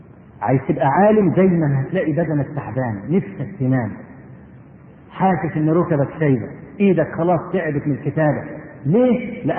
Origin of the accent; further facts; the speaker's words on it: Egypt; عندنا في مصر